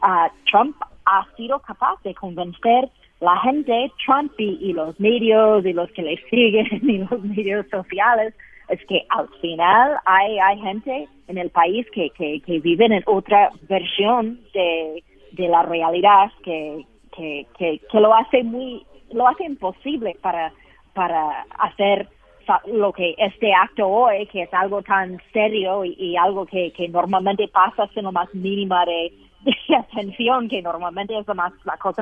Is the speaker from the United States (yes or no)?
yes; United States; Es muy duro siendo estadounidense aquí.